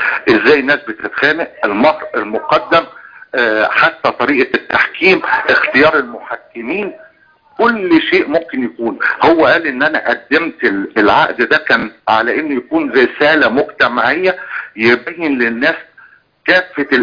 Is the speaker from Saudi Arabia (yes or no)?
no; Egypt; لما كان موجود عندنا في مصر يعني كتير من الجنسيات وكان عندها حق المتاجره في مصر.